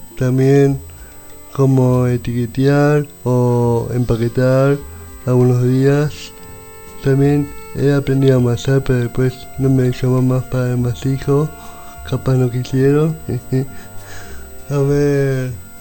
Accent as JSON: {"language": "Spanish", "town": "El Hoyo", "region": "Chubut", "country": "Argentina", "said": "Yo vengo del Hoyo, vivo hace 13 años acá en la comarca."}